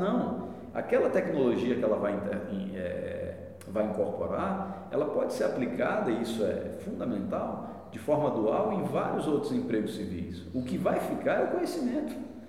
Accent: Brazil; Eu, antes de tudo, sou brasileiro, vibro com o nosso verde e amarelo

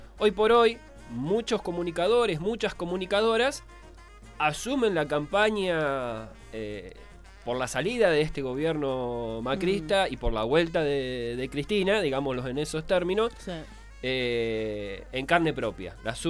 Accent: Quilmes, Buenos Aires Province, Argentina; Soy de Quilmes

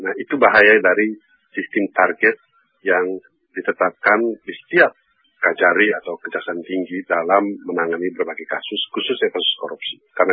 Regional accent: West Nusa Tenggara, Indonesia; macam di kampung saya di NTB

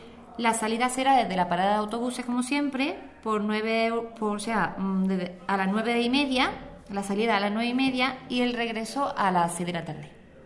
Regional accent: Archidona, Andalusia, Spain; para todos los que somos de Archidona

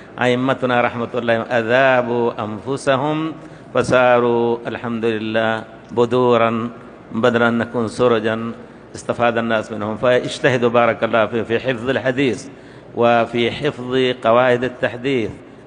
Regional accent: India; Arabic is a second language; now in Medina, Saudi Arabia; أنا لما وصلت من الهند إلى المدينة فكان يعني رغبتي يعني دراسة العربية واللغة

